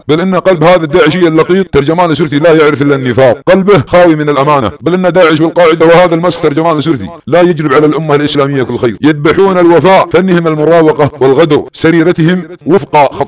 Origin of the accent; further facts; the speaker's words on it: Saudi Arabia; في محاربة بلادنا السعودية وحكامنا